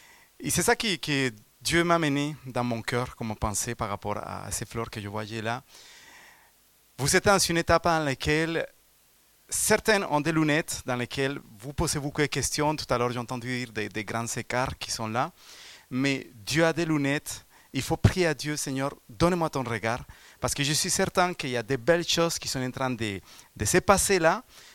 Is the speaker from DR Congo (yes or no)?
no; Colombia; je viens de la Colombie, donc c'est vrai que mon passé n'a pas été toujours dans la bonne voie.